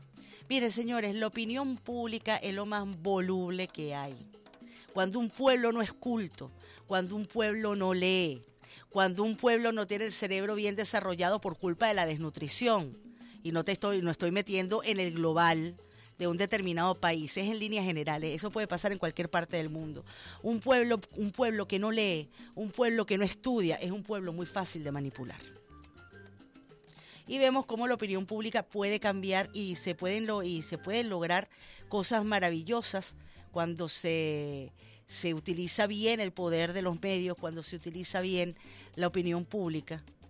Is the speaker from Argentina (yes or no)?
no; Venezuela